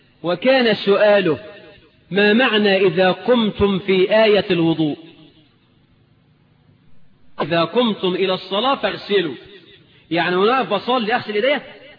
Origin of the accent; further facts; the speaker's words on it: Suez, Suez Governorate, Egypt; اني راجل من السويس بلدي وركبت الباخرة